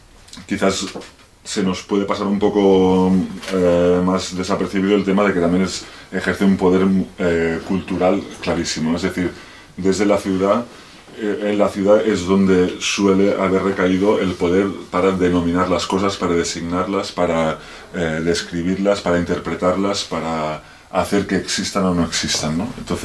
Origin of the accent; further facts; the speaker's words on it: Barcelona, Catalonia, Spain; yo me crié en Barcelona y hace unos 20 años, ahora 20 años que vivo en entornos de montaña, pues en núcleos abandonados, sobre todo por el Pirineo, aunque también viví unos años en las montañas de Prades, en el interior de Tarragona.